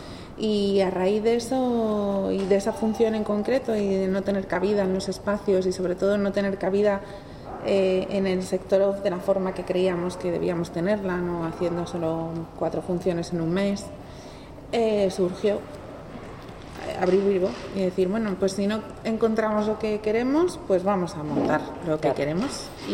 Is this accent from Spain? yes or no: yes; Madrid, Community of Madrid, Spain; Yo soy de Madrid.